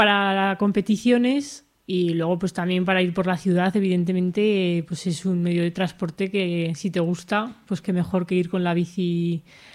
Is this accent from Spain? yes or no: yes; Alfamén, Aragon, Spain; fuimos a la Virgen de Lagunas, que es un sitio de allí cerca de mi pueblo de Alfamén